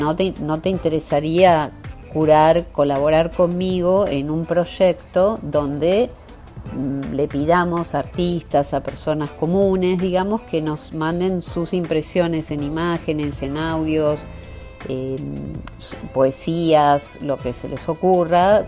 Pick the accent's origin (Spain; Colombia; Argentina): Argentina; now in Los Angeles, United States; Soy argentina, pero desde el año 2001 vivo en Estados Unidos, en este momento en la ciudad de Los Ángeles.